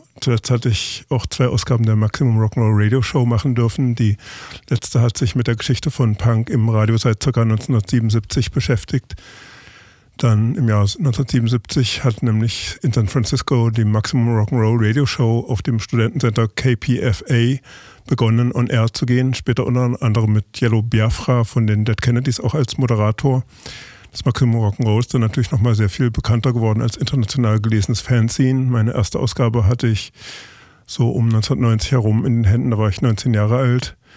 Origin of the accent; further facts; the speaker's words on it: Hesse, Germany; Ich bin nahe Kassel, also im Zonenrandgebiet der alten Bundesrepublik, aufgewachsen.